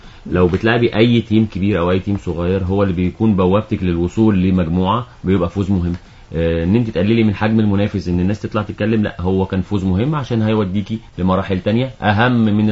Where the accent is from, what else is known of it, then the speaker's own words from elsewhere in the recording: Egypt; انا مصري.